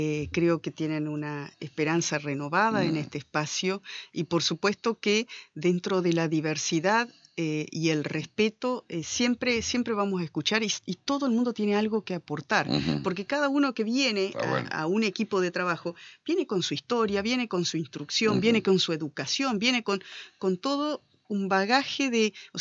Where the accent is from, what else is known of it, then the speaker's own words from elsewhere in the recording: Concordia, Entre Ríos, Argentina; después siempre viví en Concordia. Nací en Concordia, fui al colegio en Concordia, y después volví a ejercer mi profesión a Concordia.